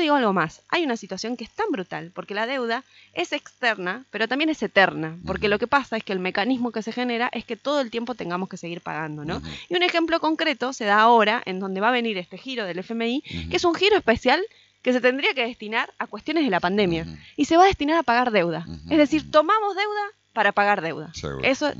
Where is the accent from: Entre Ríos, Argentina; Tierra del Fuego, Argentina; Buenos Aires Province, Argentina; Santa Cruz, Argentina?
Entre Ríos, Argentina; Paraná; O sea, nosotros que somos de Paraná